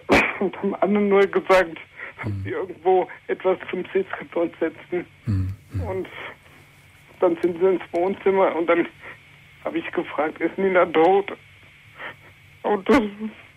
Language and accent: German; Hesse, Germany; meinen Heimatort, der ist Taunus, in der Nähe von Bad Homburg.